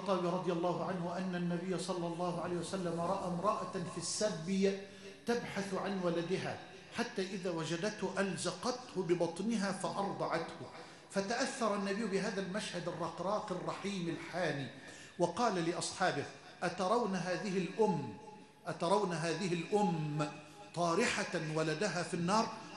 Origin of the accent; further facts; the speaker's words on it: Egypt; اللهم اجعل بلدنا مصر أمنا أمانا سخاء رخاء وجميع بلاد